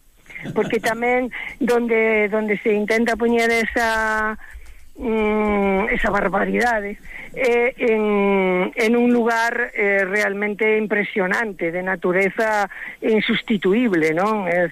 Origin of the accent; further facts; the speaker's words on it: Pontedeume, Galicia, Spain; presentamos onte en Pontedeume, que é a miña vila natal, non?